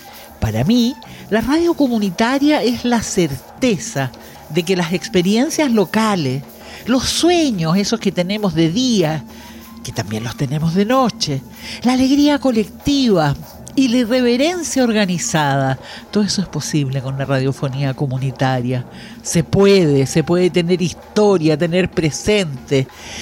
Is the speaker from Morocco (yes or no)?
no; Chile; latinoamericana, chilena.